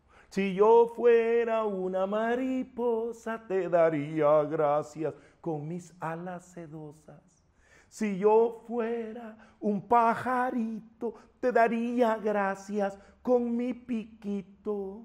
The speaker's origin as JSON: {"language": "Spanish", "country": "El Salvador", "tie": "born or raised there", "said": "El país de donde yo vengo, donde yo nací, El Salvador, tiene una ley que se llama LEPINA"}